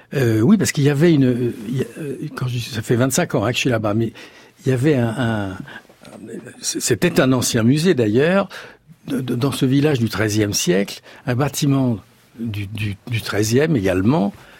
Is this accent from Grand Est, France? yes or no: no; Paris, Île-de-France, France; ils m'ont quand même accepté, les Aveyronnais, ce qui n'est pas évident quand on est parisien et qu'on a fait l'erreur de montrer sa tronche dans le poste.